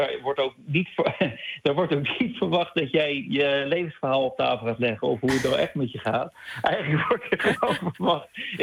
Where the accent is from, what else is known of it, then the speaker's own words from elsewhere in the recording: Netherlands; now in New York, United States; Nu hebben wij denk ik ook als Nederlander wel, want het klinkt nu heel negatief voor hoe wij dan misschien overkomen.